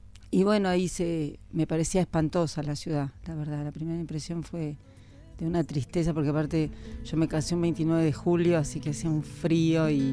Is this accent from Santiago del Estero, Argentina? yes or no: no; Buenos Aires, Argentina; Yo nací en Buenos Aires, en el barrio de La Paternal, y viví hasta los 23 años en Buenos Aires. Hice la escuela secundaria en el Normal 9, en Callao y Corrientes.